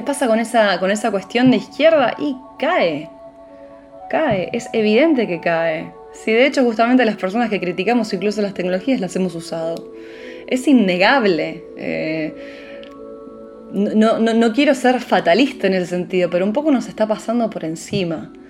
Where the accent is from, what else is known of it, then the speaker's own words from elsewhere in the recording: Buenos Aires, Argentina; yo pasé mi infancia en Caballito, que es el barrio donde nací